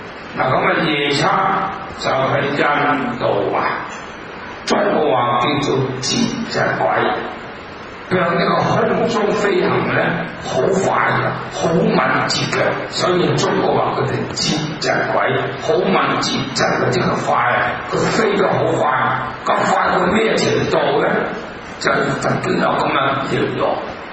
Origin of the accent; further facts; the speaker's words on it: Hong Kong; 老香港的人都知道我都是香港人，我們經過日本人打香港那種的災難。